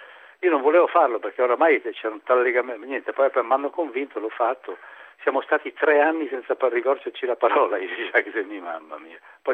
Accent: Lecco, Lombardy, Italy; Io sono di Lecco, sono lecchese.

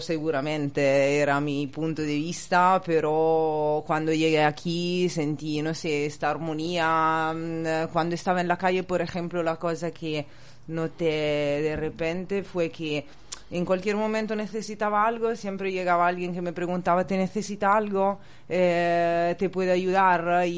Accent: Urbino, Marche, Italy; also born or lived in Bologna; Yo soy de Urbino, pero viví en Bolonia 10-12 años.

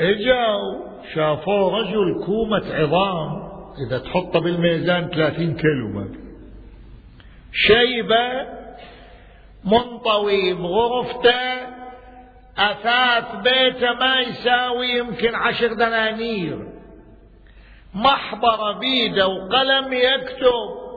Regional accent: Najaf, Najaf Governorate, Iraq; عرفني أنا من العراق من النجف الأشرف

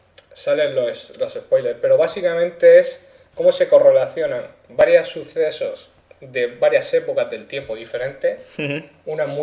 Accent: Mula, Region of Murcia, Spain; born or raised there

